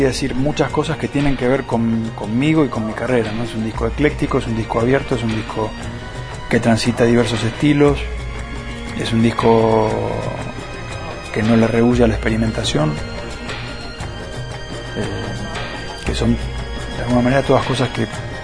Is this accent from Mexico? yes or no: no; Buenos Aires, Argentina